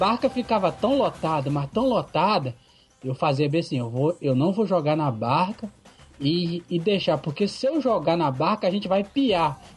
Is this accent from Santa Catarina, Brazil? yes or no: no; Vitória, Espírito Santo, Brazil; Aqui eu sou do Espírito Santo, Vitória, né?